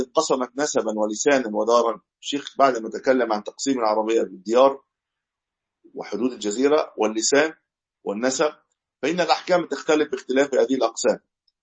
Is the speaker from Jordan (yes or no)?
no; Egypt; كما عندنا في مصر الشام إلى غير ذلك